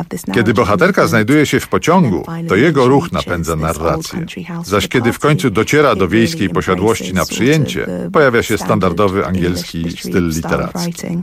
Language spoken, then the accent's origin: Polish; London, United Kingdom; Londyn, w którym dorastałam i w którym całe życie mieszkam, zawsze wyróżniał się w Wielkiej Brytanii odrębnym charakterem i kulturą.